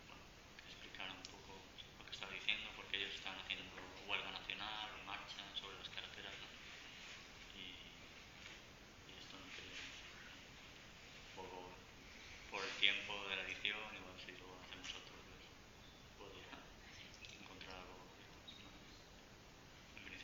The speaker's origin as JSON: {"language": "Spanish", "country": "Uruguay", "said": "somos uruguayos, ¿no?"}